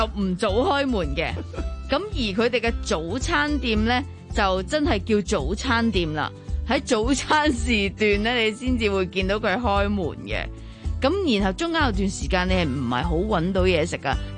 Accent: Hong Kong; 我自己咧身為香港人啦

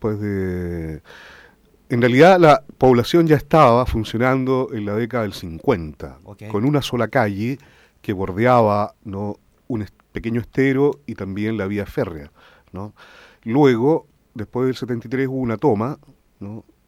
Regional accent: Valdivia, Los Ríos, Chile; born there; Yo nací en Valdivia.

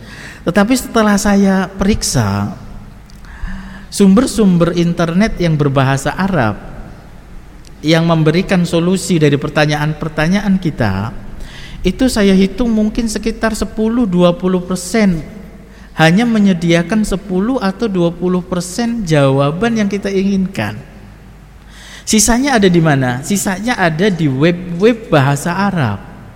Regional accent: Brebes, Central Java, Indonesia; Sering disampaikan saya dari Brebes.

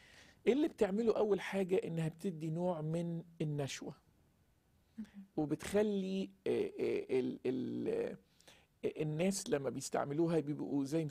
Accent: Egypt; الحشيش يمكن منتشر عندنا في مصر أكتر،

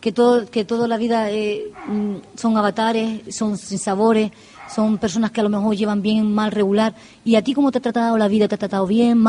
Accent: Canary Islands, Spain; Las Palmas de Gran Canaria. Ahí soy yo, de Gran Canaria

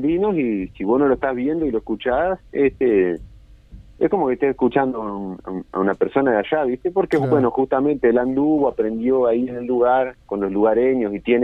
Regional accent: Cerro Largo, Uruguay; now in Colonia, Uruguay; que soy de Cerro Largo, oriundo, pero bueno, hace un par de años estamos radicados aquí en el departamento de Colonia

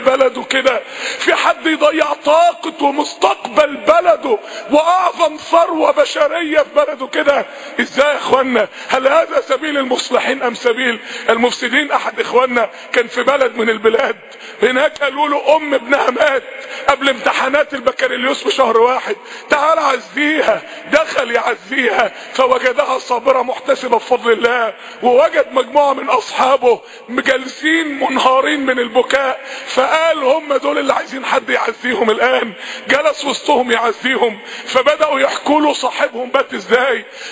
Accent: Egypt; تاني احنا عندنا في مصر 40% من الشعب تحت خط الفقر

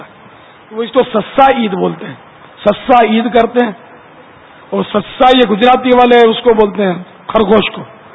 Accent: Sindh, Pakistan; born there; میرا پیر پنجابی تو میں پنجابی, میرے اعلی حضرت پٹھان تو میں پٹھان, میں سندھ میں پیدا ہوا تو سندھی, عربی آقا کا غلام ہوں تو عربی.

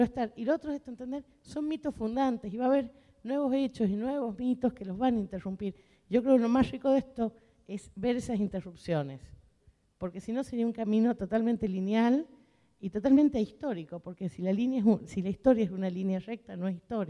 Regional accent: San Juan, Argentina; Sigo repitiendo, yo soy sanjuanina

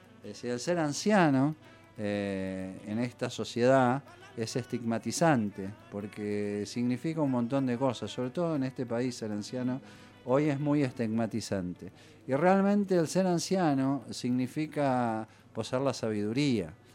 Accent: Tandil, Buenos Aires Province, Argentina; now in Bariloche, Argentina; que se volvía a su pueblo, que es mi pueblo también, que es Tandil.

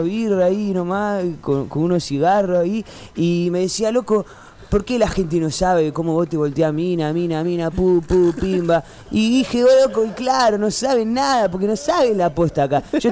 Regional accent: Aldo Bonzi, Buenos Aires Province, Argentina; Yo soy de Aldo Bonzi, amigo.

